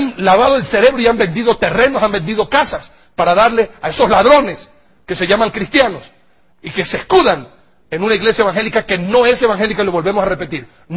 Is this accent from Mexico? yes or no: no; Ecuador; Y yo como ecuatoriano estoy denunciando eso.